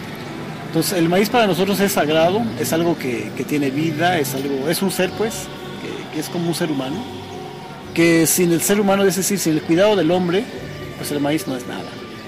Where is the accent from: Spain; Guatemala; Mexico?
Mexico; Xochitlán de Vicente Suárez, Puebla; de la Unidad Indígena Totonacanáhuatl, y soy originario de la Junta Auxiliar Xoatecpa Xochitlán de Vicente Suárez, Puebla.